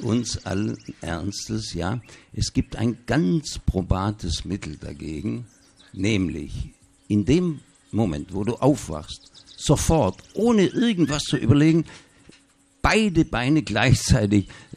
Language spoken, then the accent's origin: German; Baden-Württemberg, Germany; in der Kleinstadt, wo ich aufgewachsen bin, da südlich von Stuttgart.